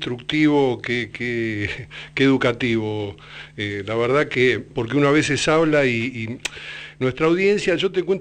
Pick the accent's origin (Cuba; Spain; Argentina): Argentina; yo soy argentino y mi caída en Paraguay obedece a una articulación solidaria